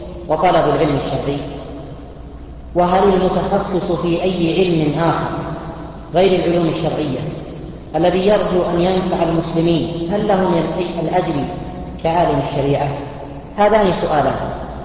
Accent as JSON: {"language": "Arabic", "town": "Buraidah", "region": "Al-Qassim", "country": "Saudi Arabia", "said": "وهذا ليس في الشرق أو الغرب، عندنا في بريده"}